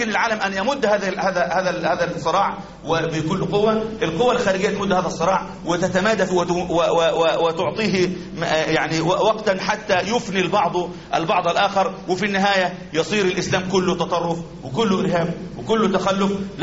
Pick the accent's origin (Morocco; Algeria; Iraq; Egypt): Algeria; إحنا عندنا في الجزائر كانوا ب90% نجاح